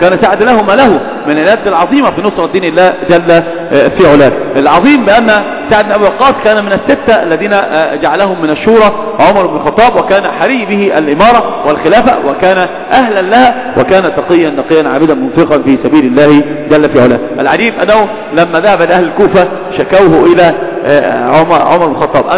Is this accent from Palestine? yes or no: no; Egypt; تعرف إن أردت عندنا في مصر إيش بيأخلون